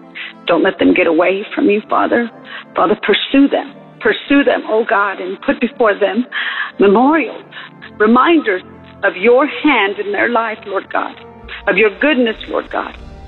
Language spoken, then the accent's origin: English; Amarillo, Texas, United States; I've called in a few times. I'm from Amarillo, Texas